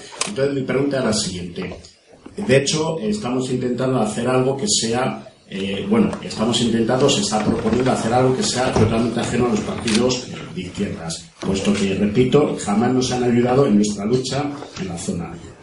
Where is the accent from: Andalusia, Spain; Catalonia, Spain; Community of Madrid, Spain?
Community of Madrid, Spain; Alcobendas; de Alcobendas y mi pregunta, y después de una pequeña introducción, es la siguiente.